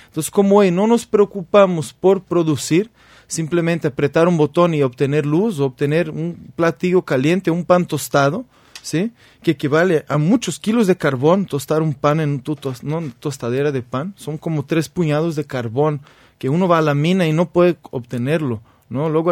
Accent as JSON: {"language": "Spanish", "country": "Brazil", "second_language": "Spanish", "said": "Tú eres mexicano, yo soy brasileño"}